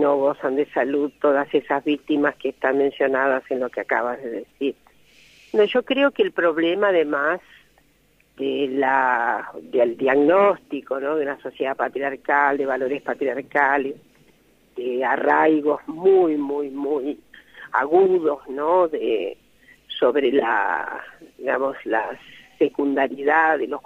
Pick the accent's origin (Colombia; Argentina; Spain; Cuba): Argentina; Jacinto Arauz, La Pampa; pero soy pampeana, efectivamente.